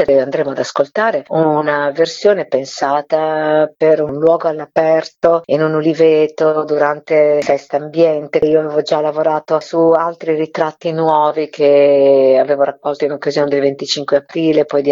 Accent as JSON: {"language": "Italian", "region": "Emilia-Romagna", "country": "Italy", "said": "per me che sono della Bassa Romagna"}